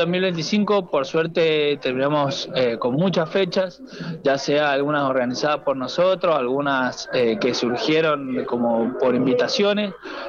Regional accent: Godoy Cruz, Mendoza, Argentina; yo soy de Godoy Cruz, pero nos conocimos por el medio de la música, digamos, por amigos en común y esas cosas, pero somos todos acá de Gran Mendoza, de distintas zonas, digamos.

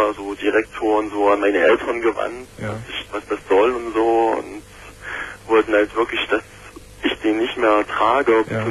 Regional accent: East Germany, Germany; Ja, so wie gesagt, ich bin aus Ostdeutschland, beziehungsweise Ex-Ostdeutschland.

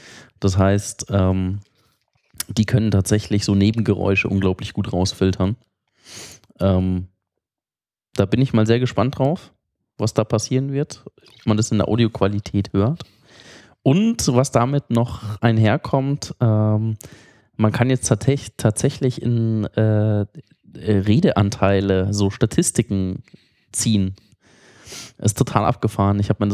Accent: Munich, Bavaria, Germany; Und wenn du halt als Münchner nach Berlin kommst, das ist einfach.

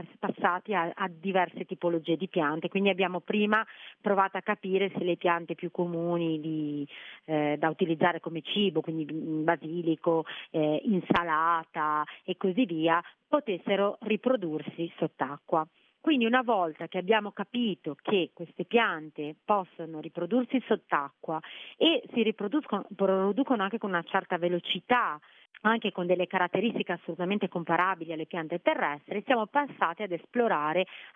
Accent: Liguria, Italy; un qualcosa che c'è molto affine, essendo liguri, siamo partiti dal basilico

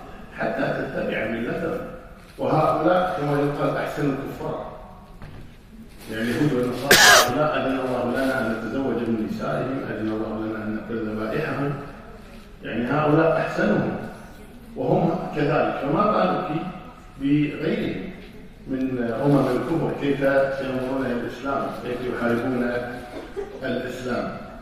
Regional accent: Kuwait; لكن الحمد لله عندنا في الكويت أمور مختلفة

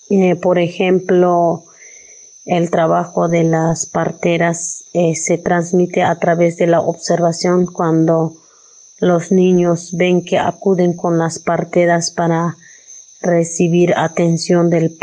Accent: Chiapas, Mexico; first language Tzeltal; Spanish is a second language; aquí los niñitos de esta comunidad todos hablan la lengua tzeltal, que es nuestra lengua materna, y eso es muy bonito porque pues todos hablan la lengua tzeltal. Y la lengua española, eso es como es la segunda lengua

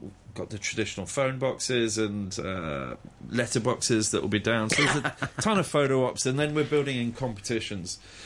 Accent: United Kingdom; being British myself

